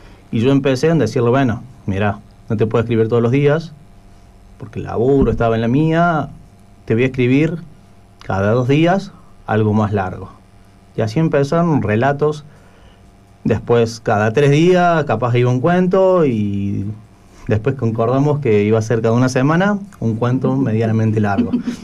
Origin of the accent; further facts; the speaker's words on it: Córdoba, Argentina; yo soy de Córdoba, fui y visité a la familia